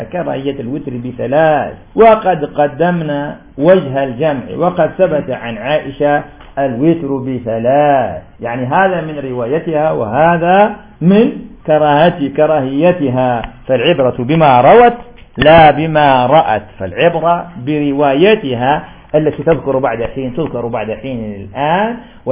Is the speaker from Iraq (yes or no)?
no; Algeria; لأن في عرفنا في الجزائر الشفع ومال النافلة البعدية